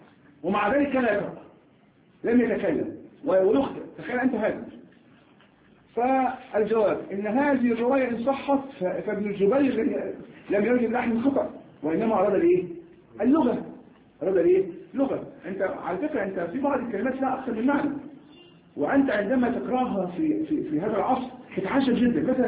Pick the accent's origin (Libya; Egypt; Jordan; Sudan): Egypt; وعندنا ايضا كمصريين لا نقول بالجيم جاء نقول جاء جاء جاء فنحن هكذا.